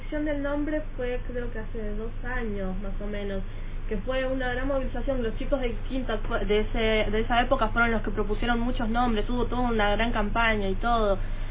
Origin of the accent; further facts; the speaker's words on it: Buenos Aires, Argentina; Yo soy del barrio de Parque Patricio, estoy un par de cuadras más alejada de lo que es la escuela